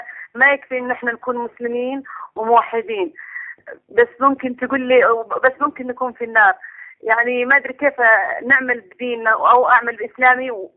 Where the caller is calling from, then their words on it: Riyadh, Riyadh Province, Saudi Arabia; أنا من السعودية من الرياض